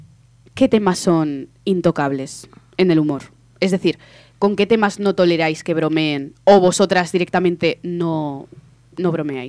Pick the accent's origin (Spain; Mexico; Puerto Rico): Spain; Zaragoza, Aragon; yo soy maña, ¿vale? Yo nací en Zaragoza, pongo contexto.